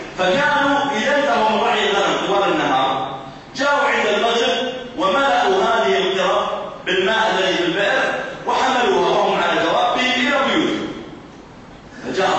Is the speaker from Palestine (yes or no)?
no; Saudi Arabia; أذكر أني ذهبت مرة إلى مدينة عندنا في السعودية اسمها جيزان، هذه المدينة في الجنوب